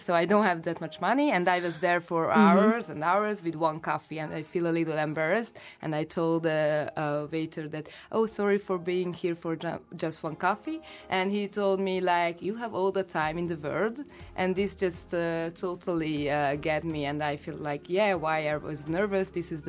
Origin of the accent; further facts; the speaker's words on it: Hungary; English is a second language; now in Rijeka, Croatia; Maybe I was over exaggerating a little bit because I come from Hungary.